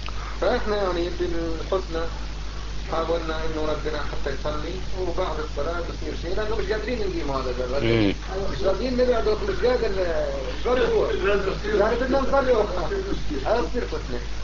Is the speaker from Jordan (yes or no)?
yes; Jordan; إحنا جايين من الأردن